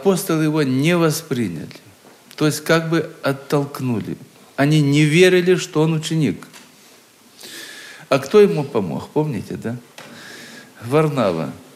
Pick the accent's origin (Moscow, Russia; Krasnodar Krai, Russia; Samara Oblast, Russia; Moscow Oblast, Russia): Krasnodar Krai, Russia; Мое детство прошло на Кубани, в одной станице, в старом-старом доме.